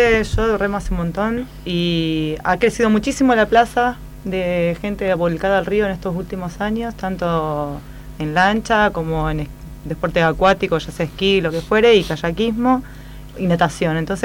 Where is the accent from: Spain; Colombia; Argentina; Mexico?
Argentina; Rosario, Santa Fe; Yo soy rosarina, así que...